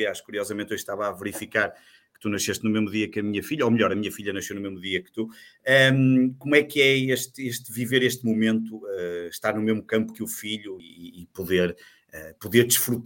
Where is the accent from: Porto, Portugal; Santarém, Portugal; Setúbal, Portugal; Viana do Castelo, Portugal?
Porto, Portugal; Vila Nova de Gaia; eu que sou de Vila Nova de Gaia, não é fácil, não era fácil ir a Lisboa nos anos 90